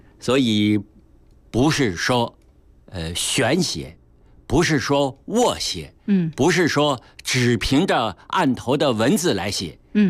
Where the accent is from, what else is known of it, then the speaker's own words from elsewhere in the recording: Beijing, China; 这个北京大运河跟我们北京人关系太密切了。我们很多老北京人可以说是啊，喝着大运河的水长大的。